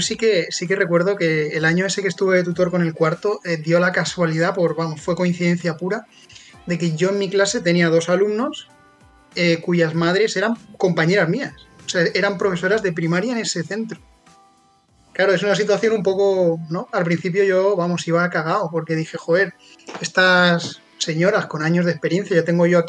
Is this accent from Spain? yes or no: yes; Alicante, Valencian Community, Spain; yo no soy de novelda, ¿no? Soy de Alicante